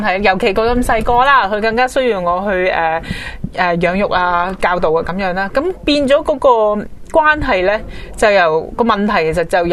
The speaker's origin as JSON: {"language": "Cantonese", "country": "China", "said": "但係好奇怪喎，我哋中國人呢，尤其外國都係嘅"}